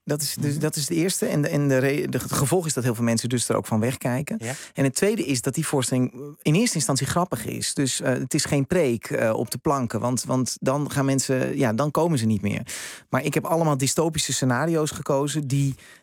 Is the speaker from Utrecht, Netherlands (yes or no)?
yes; Amersfoort, Utrecht, Netherlands; Ik kom uit Amersfoort. Uit zo'n typische jaren 50 wijk.